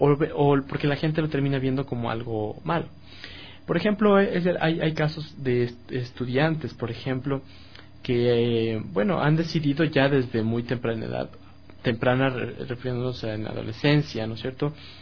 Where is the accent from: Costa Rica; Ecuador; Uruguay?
Ecuador; estamos obligados como ecuatorianos